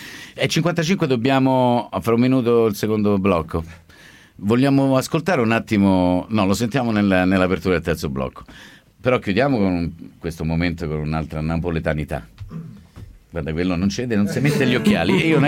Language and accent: Italian; Naples, Campania, Italy; io sono napoletano